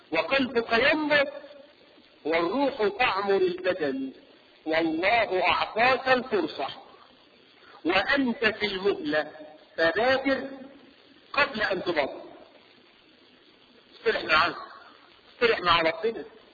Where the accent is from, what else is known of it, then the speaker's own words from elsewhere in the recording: Egypt; احنا كمصريين